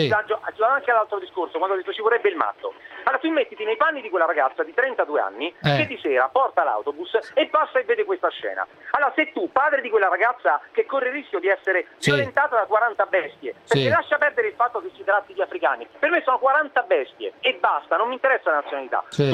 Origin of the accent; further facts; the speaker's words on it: Marche, Italy; e ti dico marchigiani perché sono marchigiano.